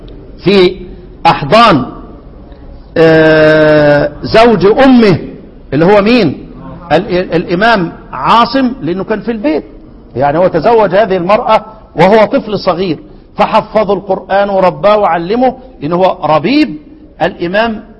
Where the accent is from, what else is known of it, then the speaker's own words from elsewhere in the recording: Egypt; وطبعا انا ساعتها كنت مفكر حلوان اللي عندنا في مصر دي